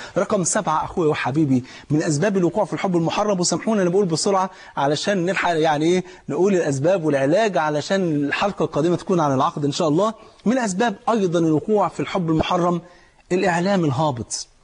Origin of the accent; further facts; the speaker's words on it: Egypt; انت عارف الفول عندنا في مصر فرض عين